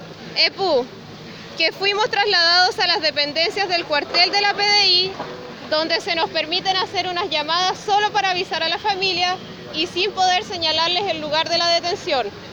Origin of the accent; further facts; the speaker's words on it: Trapa Trapa, Biobío, Chile; Trapatrapa los meu tuun, provengo de Trapatrapa.